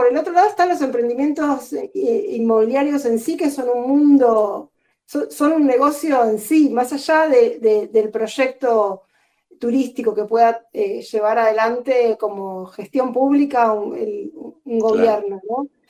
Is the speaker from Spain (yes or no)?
no; Buenos Aires, Argentina; Yo me crié en Villa del Parque.